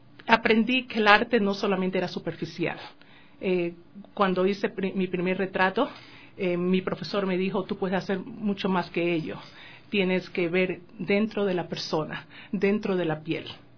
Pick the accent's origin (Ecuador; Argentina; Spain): Ecuador; also born or lived in United States; Yo comencé desde muy temprana edad, aquí en mi tierra natal, Ecuador, como autodidacta.